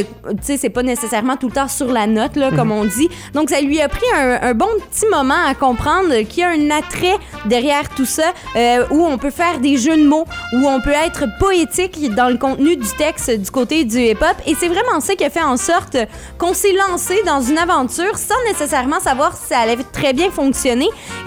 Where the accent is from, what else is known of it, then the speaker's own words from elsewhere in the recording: Rouyn-Noranda, Quebec, Canada; now in Montreal, Canada; on vient de Rouyn-Noranda, mais on a déménagé à Montréal